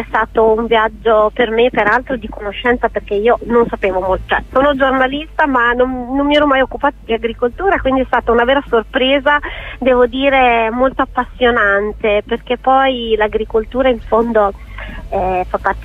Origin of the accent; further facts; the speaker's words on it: Rimini, Emilia-Romagna, Italy; Io poi vengo dalla mia città natale, Rimini, immaginati, una riminese che d'estate è una delle città più affollate d'Italia